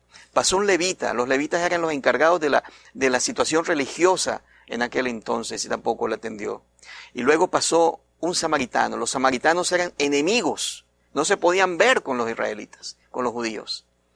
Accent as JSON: {"language": "Spanish", "country": "Venezuela", "said": "Saben, yo vengo de Venezuela."}